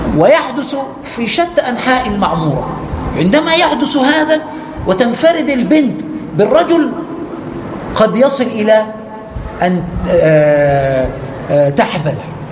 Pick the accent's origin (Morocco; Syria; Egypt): Egypt; يعني عندنا في مصر يعقدوا خلاص، خد سمة الزواج